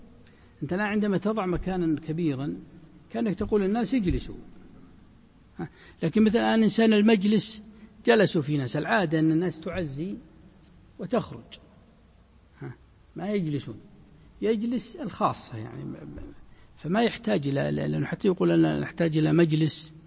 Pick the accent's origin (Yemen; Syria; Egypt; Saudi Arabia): Saudi Arabia; Najd; هذا ما يزال موجود عندنا في نجد وما حوله